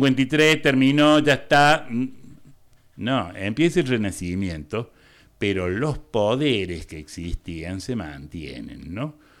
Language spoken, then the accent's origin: Spanish; Argentina; soy argentino, ¿qué le voy a hacer?